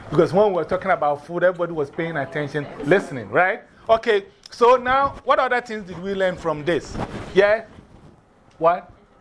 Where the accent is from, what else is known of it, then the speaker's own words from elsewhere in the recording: Ghana; I come from Ghana. And in Ghana, we also, some of the villages I've been